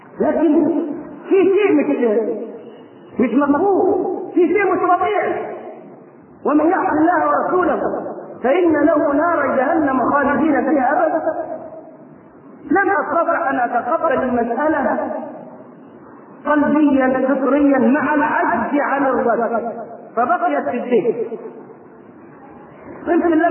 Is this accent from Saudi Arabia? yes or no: no; Egypt; وبدأ ينتشر فكر التكفير في قرى مصر ومدنها وصل إلى قريتنا